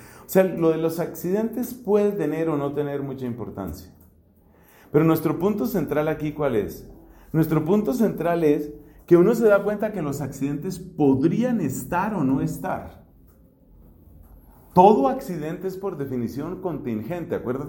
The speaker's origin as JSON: {"language": "Spanish", "region": "Bogotá", "country": "Colombia", "tie": "born there", "said": "yo soy un ser humano que nací en Bogotá y nací de mis papás que se llaman Bernardino y María del Socorro."}